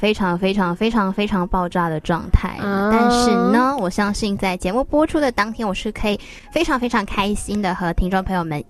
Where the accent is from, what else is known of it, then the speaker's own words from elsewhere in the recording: Malaysia; 如果知道我是马来西亚人的话，都会知道说我暑假不可免俗的都会回家。